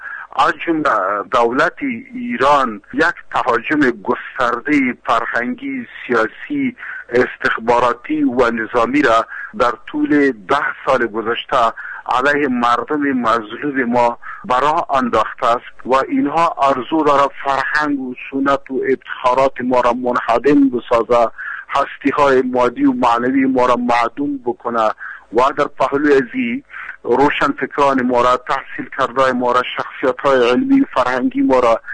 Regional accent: Afghanistan; من یک افغان هستم و در جامعه افغانی زندگی میکنم

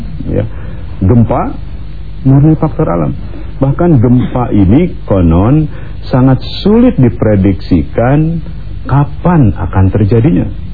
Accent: Pangandaran, West Java, Indonesia; Kampung saya Pangandaran.

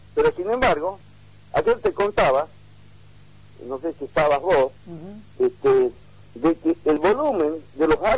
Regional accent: Argentina; todos los que estamos en el último rincón del país también somos argentinos.

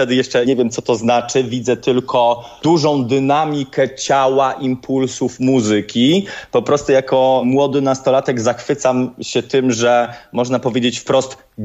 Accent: Poręba, Silesian Voivodeship, Poland; ja się wychowywałem na Zagłębiu w bardzo, bardzo małej miejscowości, która się nazywa Poręba, w zwykłej, przeciętnej rodzinie ojca robotnika i mamy pielęgniarki.

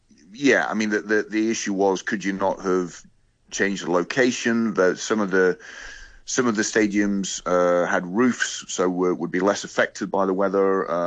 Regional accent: Scotland, United Kingdom; now in Hong Kong; It's obviously, as a Scot, yesterday's result from the Rugby World Cup in Japan was disappointing.

